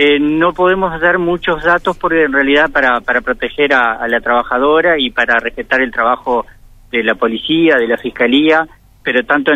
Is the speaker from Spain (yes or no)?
no; Uruguay; no nos gustaría a nosotros como uruguayos estar en un país en situaciones complejas